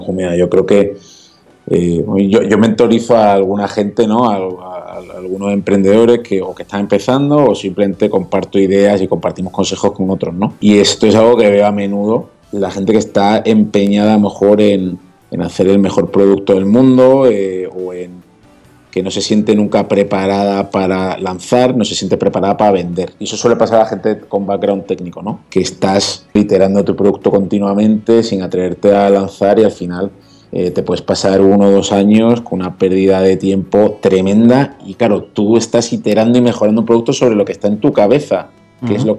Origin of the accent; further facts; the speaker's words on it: Málaga, Andalusia, Spain; now in Madrid, Spain; yo, que soy pues medio de Málaga, medio de Madrid, o adoptado, hijo adoptivo en Madrid, y llegamos a Madrid